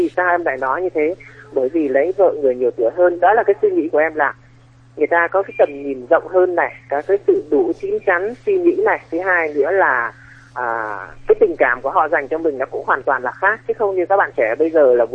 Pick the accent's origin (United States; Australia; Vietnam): Vietnam; Thanh Hoa; now in Hanoi, Vietnam; em thì lớn lên ở Thanh Hóa và hiện tại thì em đang làm ở Hà Nội ạ.